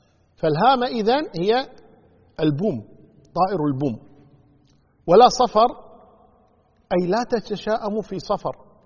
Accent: Kuwait; إحنا عندنا بالكويت يقول فلان قبسة أو فلان قبس علينا

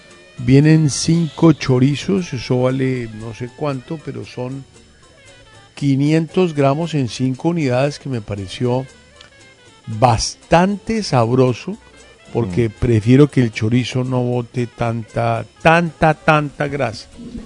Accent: Colombia; ha hecho parte de nuestras vidas como colombianos durante muchísimo tiempo

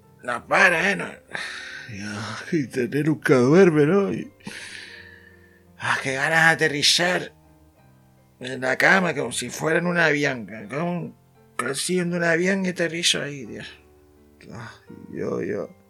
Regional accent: Canary Islands, Spain; Nosotros somos más canarios que los plátanos.

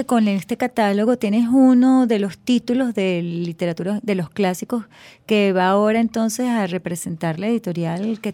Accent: Venezuela; son nuestros como venezolanos

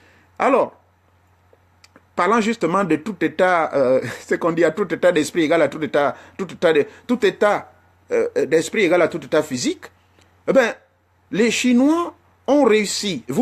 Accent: Gabon; now in Europe; c'est pas comme chez nous au Gabon.

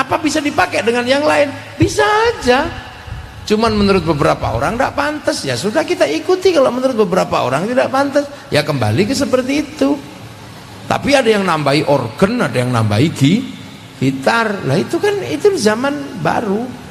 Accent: Java, Indonesia; Di kampung saya di Jawa

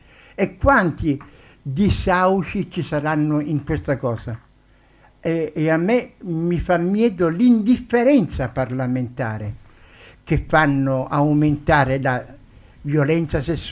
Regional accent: Italy; Spanish is a second language; now in Spain; Yo soy italiano. Yo soy italiano, amo la España porque vivo aquí da mucho tiempo y morirò aquí

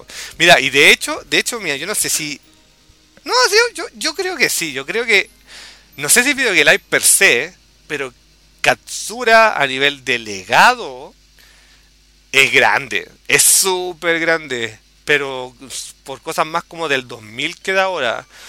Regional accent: Chile; como acá todo el mundo, porque soy chileno

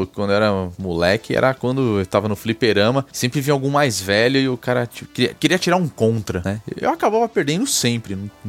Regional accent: São Paulo, Brazil; Eu lembro de ir em shopping, e tinha um aqui, eu sou de São Paulo, né?

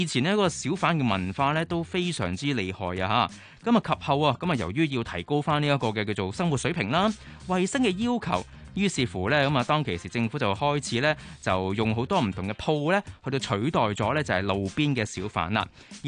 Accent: Hong Kong; 我们香港人

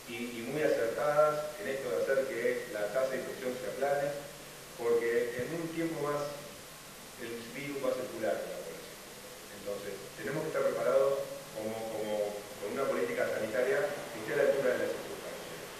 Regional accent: Florencio Varela, Buenos Aires Province, Argentina; born there; Yo soy nacido en Plancha Varela, acá en una ciudad muy cercana

